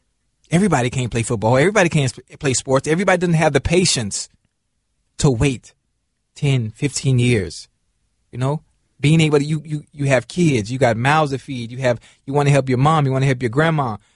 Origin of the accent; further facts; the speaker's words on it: Miami, Florida, United States; this is the funny thing about growing up in Miami and in Liberty City, where I'm from.